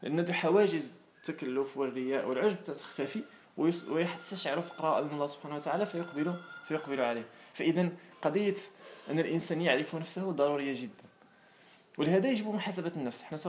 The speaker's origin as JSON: {"language": "Arabic", "country": "Morocco", "said": "فإذا الآن مثلا إحنا عندنا في المغرب كيجي إنسان أجنبي كتلقى الإنسان كيعطيه الوقت وكيفرح به وكيسأل"}